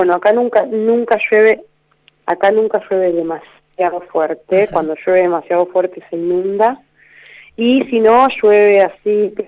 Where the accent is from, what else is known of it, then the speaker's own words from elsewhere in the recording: Trelew, Chubut, Argentina; En la casa de mi mamá, en Trelew, que es mi pueblo, ciudad.